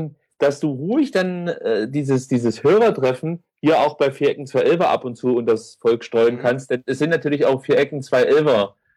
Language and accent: German; East Germany, Germany; Ja, ich komme aus dem Osten, wir sagen Liche.